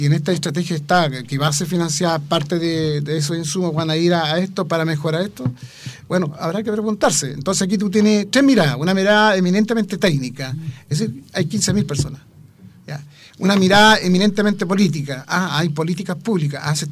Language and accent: Spanish; Talcahuano, Biobío, Chile; Nacido y criado en Talcahuano.